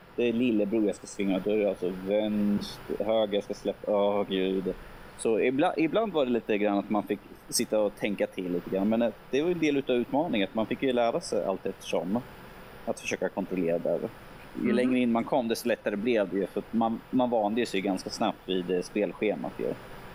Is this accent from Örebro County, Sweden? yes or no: yes; Örebro, Örebro County, Sweden; Och som örebroare får man väl känna sig lite glad